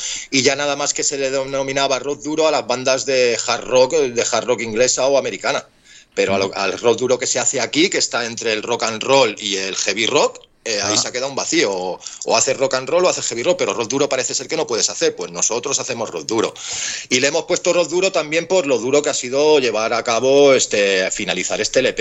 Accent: Barcelona, Catalonia, Spain; De Barcelona, lleva razón tu

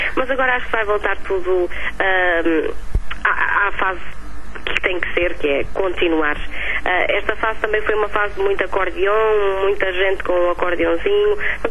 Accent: Portugal; E eu sou portuguesa, por isso vou cantar em português.

